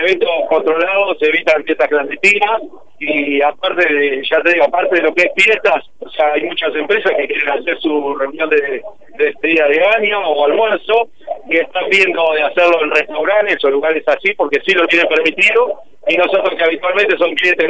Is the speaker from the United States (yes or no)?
no; Tandil, Buenos Aires Province, Argentina; Somos de Tandil, pagamos impuestos acá